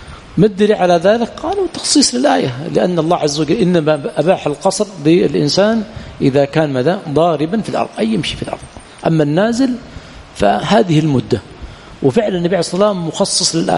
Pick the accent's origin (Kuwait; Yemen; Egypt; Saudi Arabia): Yemen; أما جمع التخزين، عندنا في اليمن جمع التخزين